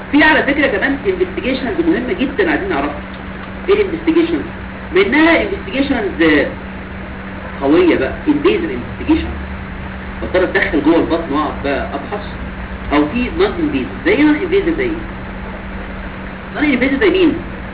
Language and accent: Arabic; Egypt; احنا عندنا في مصر فينا سيستم سكريننج